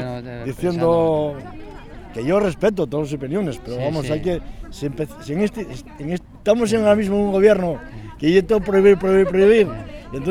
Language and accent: Spanish; Mieres, Asturias, Spain; yo soy de Mieres